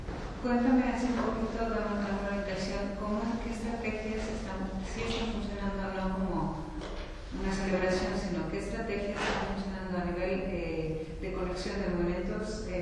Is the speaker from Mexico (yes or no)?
yes; Mexico; Yo soy de México y me suena mucho lo que estás diciendo.